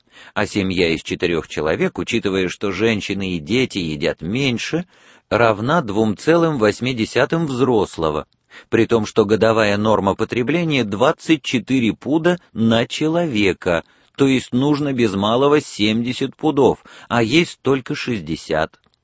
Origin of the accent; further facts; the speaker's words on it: Moscow, Russia; если я сам москвич в первом поколении.